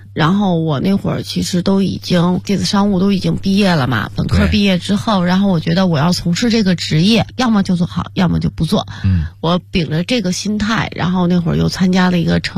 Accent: Beijing, China; 因为我是一个北京孩子嘛，土生土长的

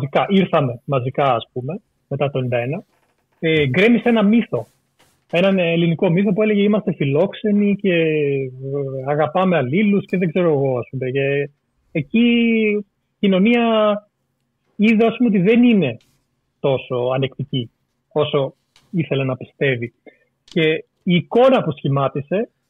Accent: Greece; born or raised there

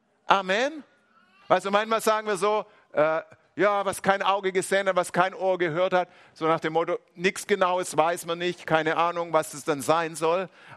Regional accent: Swabia, Germany; als Schwabe muss man da aufpassen

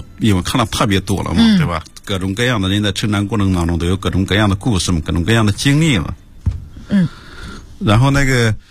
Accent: Bozhou, Anhui, China; 亳州，对对对

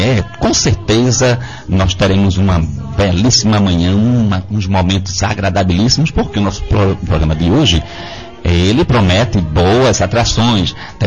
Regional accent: João Pessoa, Paraíba, Brazil; dessa terra maravilhosa que é a Paraíba, dessa cidade que eu chamo minha terrinha, João Pessoa.

